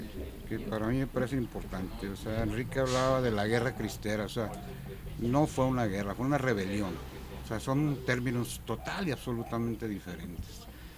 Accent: Guadalajara, Jalisco, Mexico; porque somos de Guadalajara, porque somos neogallegos

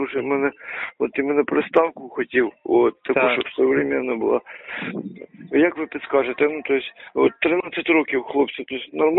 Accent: Kyiv, Ukraine; Я взагалі з Києва

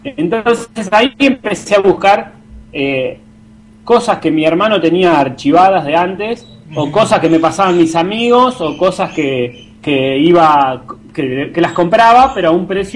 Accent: Tandil, Buenos Aires Province, Argentina; now in La Plata, Argentina; ya yo soy de Tandil, me vine a estudiar a La Plata

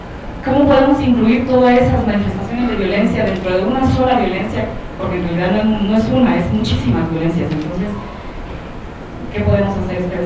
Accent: Honduras; now in Mexico; soy hondureña, residente en esta ciudad, el país más violento del mundo en algunas circunstancias

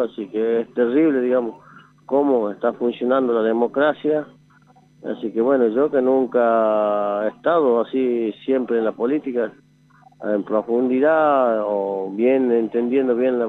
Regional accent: Jujuy, Argentina; preguntaron dónde somos, ellos dijimos, somos de Jujuy

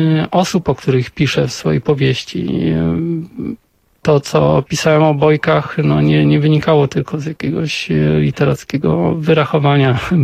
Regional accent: northern Poland, Poland; Wychowywałem się na północy Polski, nie mam żadnych kontaktów rodzinnych z tamtymi rejonami.

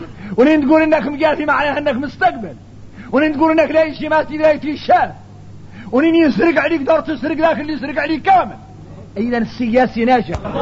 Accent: Mauritania; احنا راك موريتاني عندنا فهم عن مولانا خاص

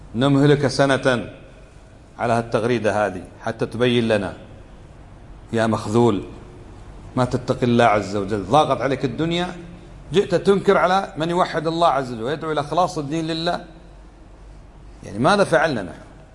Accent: Kuwait; علمنا ما هو الشرك القصور عندنا في الكويت

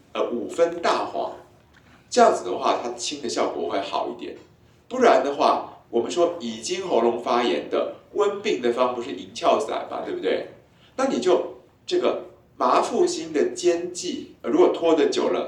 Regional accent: Taiwan; 我们台湾人几乎全员少阴

